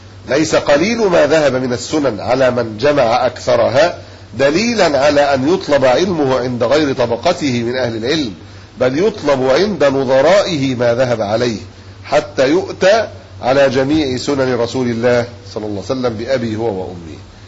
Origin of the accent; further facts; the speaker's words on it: Egypt; إحنا مصريين في الأصل